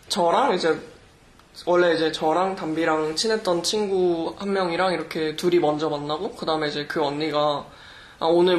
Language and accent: Korean; South Korea; moved away as an adult; 그때 저도 한국에서 온 지 얼마 안 됐잖아요.